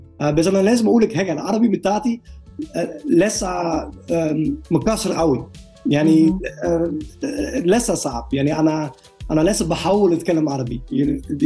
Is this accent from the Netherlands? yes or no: yes; Netherlands; Arabic is a second language; now in Egypt; انا دلوقتي من هولندا، انا بعمل كذا كذا هنا في مصر.